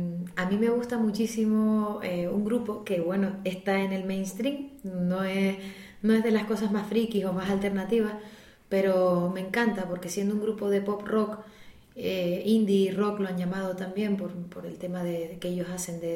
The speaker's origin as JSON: {"language": "Spanish", "town": "Madrid", "region": "Community of Madrid", "country": "Spain", "said": "Yo vengo de Madrid."}